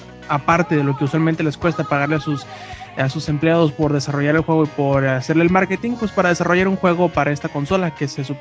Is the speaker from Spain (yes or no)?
no; northern Mexico, Mexico; Es que soy norteño, pues.